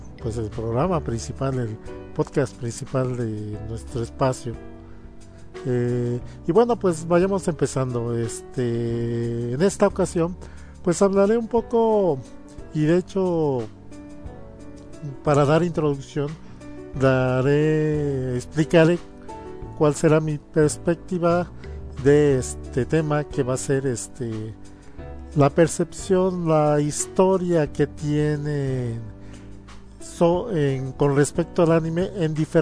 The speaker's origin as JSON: {"language": "Spanish", "country": "Mexico", "said": "soy de México, y pues yo tengo la perspectiva de cómo hemos visto el anime en México"}